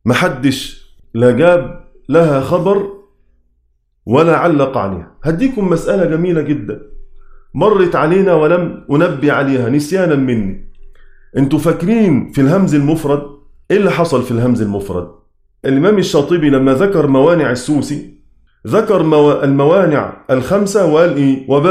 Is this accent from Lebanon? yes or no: no; Egypt; كلمة درجة عندنا في مصر وفي كل الدنيا